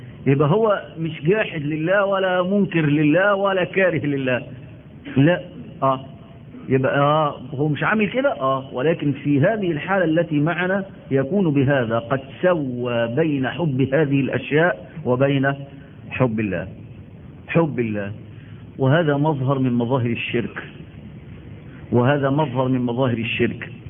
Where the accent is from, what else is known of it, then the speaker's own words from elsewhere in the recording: Egypt; نحن عندنا في مصر بلد الأزهر